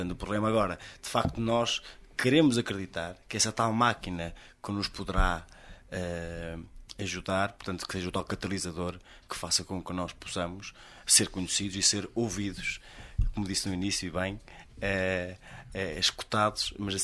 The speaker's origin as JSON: {"language": "Portuguese", "town": "Sendim", "region": "Bragança", "country": "Portugal", "tie": "born or raised there", "said": "nós nascemos em Sendim e temos muito orgulho nisso. Gostamos muito da nossa terra."}